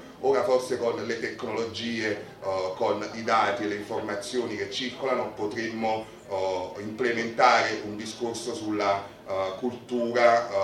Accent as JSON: {"language": "Italian", "town": "Naples", "region": "Campania", "country": "Italy", "said": "quando sto con gli italiani, quando sto con i napoletani, sono di Napoli"}